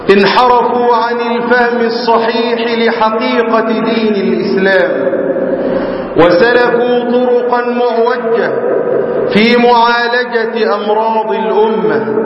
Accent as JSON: {"language": "Arabic", "country": "Egypt", "said": "في بلادهم، وخاصة بلدنا مصر"}